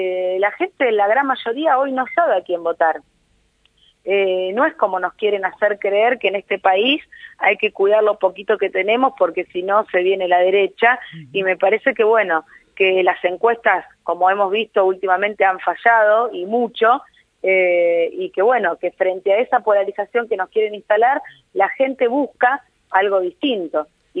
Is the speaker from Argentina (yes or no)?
yes; Santa Fe, Argentina; yo vengo de la provincia de Santa Fe, donde también estuvimos el domingo, también en un lugar ícono que son las barrancas de nuestro río Paraná